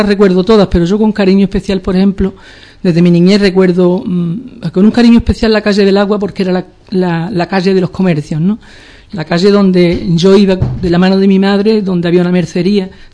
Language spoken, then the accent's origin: Spanish; Ubrique, Andalusia, Spain; Yo insisto en ese querer que yo siento hacia mi pueblo